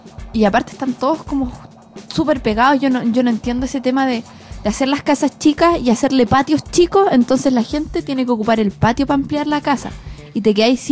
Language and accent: Spanish; Chile; aparte nos da un plus a nosotros como chilenos